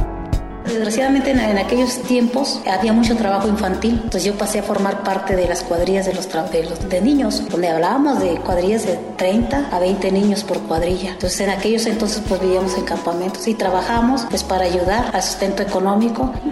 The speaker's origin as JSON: {"language": "Spanish", "region": "Oaxaca", "country": "Mexico", "said": "todas somos del estado de Oaxaca, somos hablantes del mixteco bajo, mixteco alto y el triqui."}